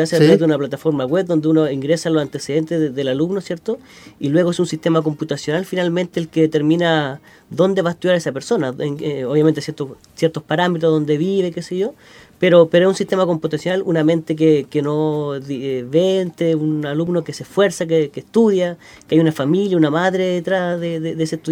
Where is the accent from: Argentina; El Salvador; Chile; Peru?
Chile; Y que esperemos, como todo chileno, que salga de la mejor manera.